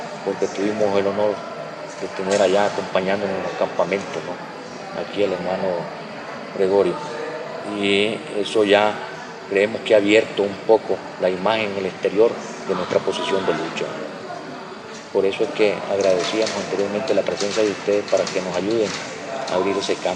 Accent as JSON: {"language": "Spanish", "country": "Nicaragua", "said": "como nicaragüenses nosotros mantenemos la tesis de que tenemos que admitir a todo aquel que quiera regresar a Nicaragua"}